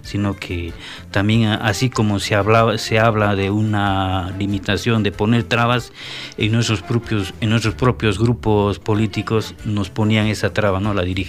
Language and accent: Spanish; Juliaca, Puno, Peru; Y ahora es todo un boom musical, ¿no? En mi tierra, Juliaca. Entonces yo parto de esa tradición, ¿no?